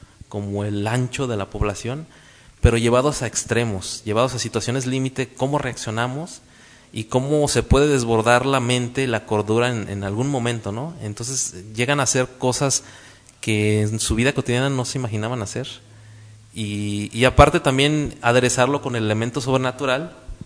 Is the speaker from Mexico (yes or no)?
yes; Guadalajara, Jalisco, Mexico; porque existe como en la cultura de nosotros como tapatíos, y conocemos, la mayoría de los tapatíos estamos relacionados con lo que pasa en Guadalajara